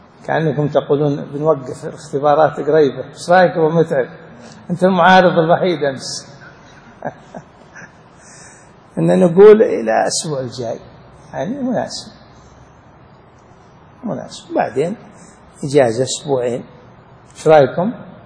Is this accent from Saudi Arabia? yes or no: yes; Saudi Arabia; طبعا عندنا في السعودية مثل عن غيرنا